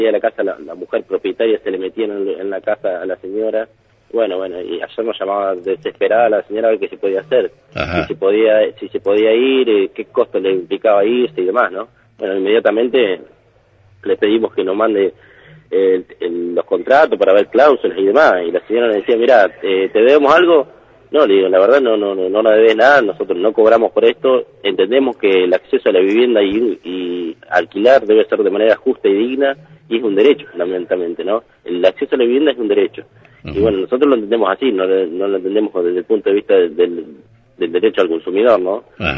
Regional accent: Viedma, Río Negro, Argentina; Soy de Viedma, sí.

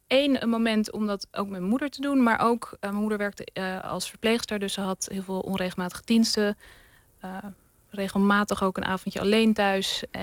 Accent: Leiden, South Holland, Netherlands; also born or lived in The Hague; Ja, ik ben geboren in Den Haag, getogen in Leiden. Maar ik heb een Indiaanse afkomst inderdaad.

